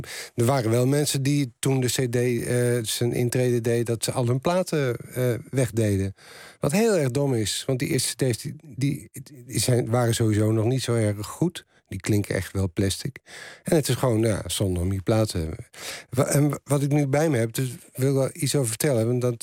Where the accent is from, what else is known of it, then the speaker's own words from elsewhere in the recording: Utrecht, Netherlands; Ik kom uit Utrecht en de Utrechtse punkscene was best een levendige scene.